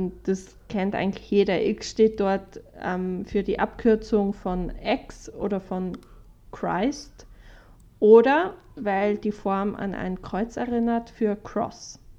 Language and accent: German; Switzerland; mir als Schweizerin sehr gelegen.